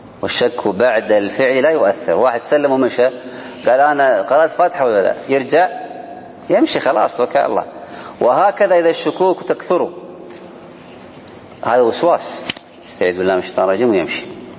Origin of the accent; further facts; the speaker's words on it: Kuwait; لو كانت صفوف النساء بعض المساجد قليلة عندنا في الكويت خلف المسجد بالضبط